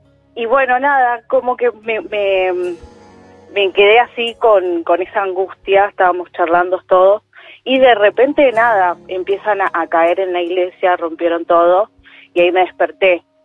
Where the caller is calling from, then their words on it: Buenos Aires, Argentina; De San Telmo.